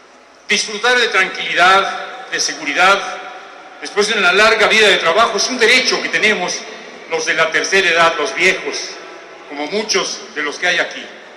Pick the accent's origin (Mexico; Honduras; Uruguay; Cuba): Mexico; la depresión que nos embarga como mexicanos